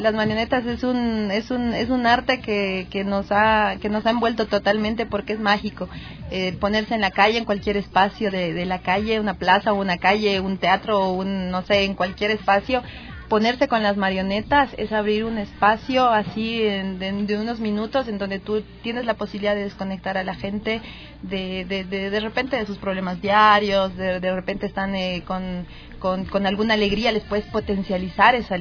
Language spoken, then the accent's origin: Spanish; Bolivia; soy de Bolivia